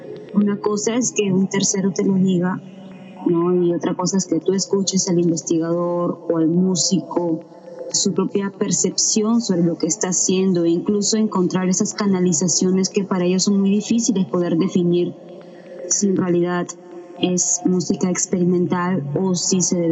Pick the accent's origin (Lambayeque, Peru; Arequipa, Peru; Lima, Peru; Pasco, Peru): Lima, Peru; Soy de Lima, Perú.